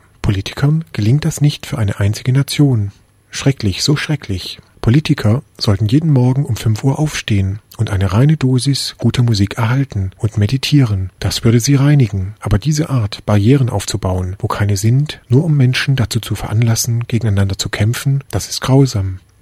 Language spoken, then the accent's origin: German; India; Ich selbst spreche über Indien, denn ich bin Inder